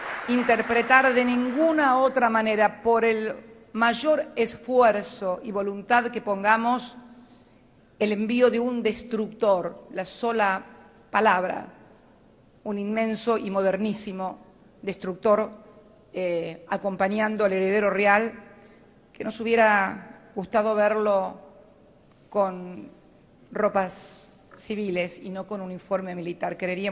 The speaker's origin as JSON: {"language": "Spanish", "country": "Argentina", "said": "les decimos honor y gloria en nombre de todos los argentinos"}